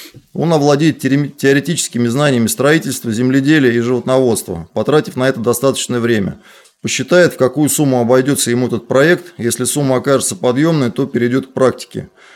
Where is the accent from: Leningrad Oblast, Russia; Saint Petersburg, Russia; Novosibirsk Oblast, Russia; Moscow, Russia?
Moscow, Russia; born there; Я живу, родился в Москве.